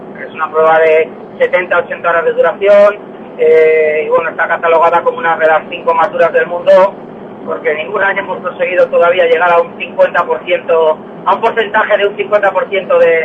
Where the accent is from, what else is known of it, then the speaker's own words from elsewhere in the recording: Valladolid, Castile and León, Spain; born there; Yo soy nacido en Valladolid